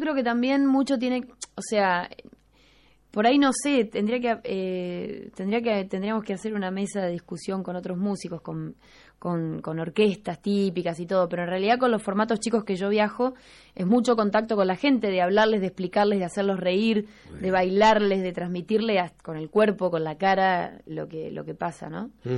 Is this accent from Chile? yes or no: no; Argentina; cuando los músicos salimos de Argentina, en general salimos con el tango, mostrando el tango. Pero en realidad el tango es un pequeño porcentaje, una pequeña parte de lo que es el folclore argentino.